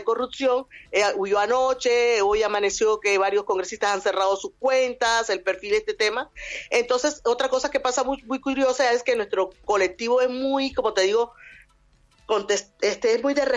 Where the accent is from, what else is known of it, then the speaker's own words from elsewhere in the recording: Venezuela; now in Peru; el único migrante que existe ahora mismo en Perú es venezolano. Todos somos venezolanos.